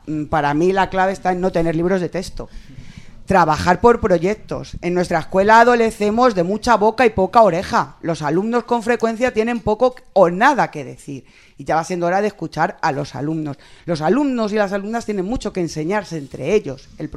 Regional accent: Móstoles, Community of Madrid, Spain; y también soy de Móstoles.

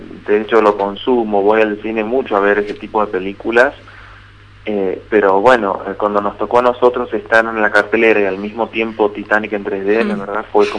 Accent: Tucumán, Argentina; accent: tucumano; now in Buenos Aires, Argentina; Yo soy de Tucumán, pero vivo en Buenos Aires.

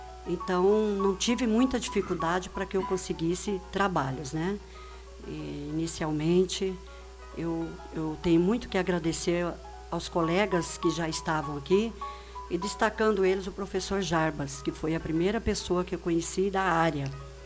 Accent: Três Lagoas, Mato Grosso do Sul, Brazil; now in Foz do Iguaçu, Brazil; Eu sou de Três Lagoas, Mato Grosso do Sul, me formei e vim trabalhar em Foz do Iguaçu. Vim conhecer, meus irmãos moravam aqui, gostei e fiquei.

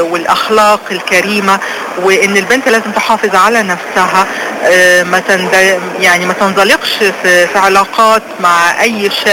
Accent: Alexandria, Alexandria Governorate, Egypt; بلدي اللي بحبها جدا وعن مدينتي اللي بعشقها، مدينة الاسكندرية

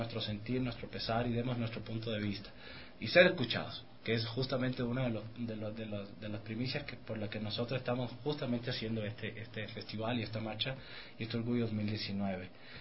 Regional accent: Havana, Cuba; now in Ecuador; Soy originalmente de La Habana, Cuba.

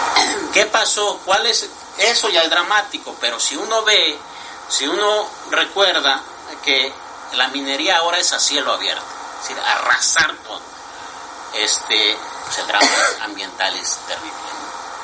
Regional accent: Oaxaca, Mexico; Yo soy oaxaqueño, toca allá abajo

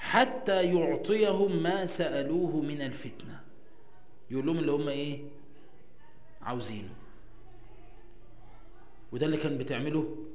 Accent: Egypt; هو من عادة المصريين اصلا، احنا كمصريين، اي حد مصري

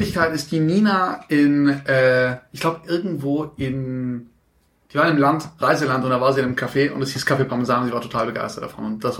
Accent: Stuttgart, Baden-Württemberg, Germany; Wo ich geboren bin? In Stuttgart? Im Marienhospital.

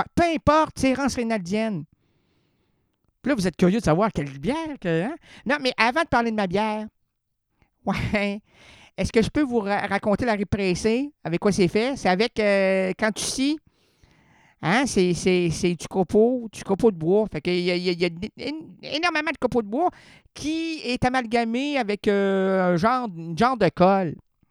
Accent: Quebec City, Quebec, Canada; je suis venu de Québec. Du Québec et de Québec. Ville de Québec, province de Québec. Je suis Québec 100%, moi.

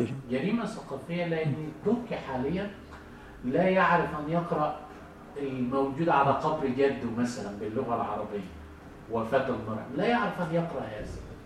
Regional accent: Egypt; يعني هو بالتأكيد كان زي الأخ اللي عندنا في مصر

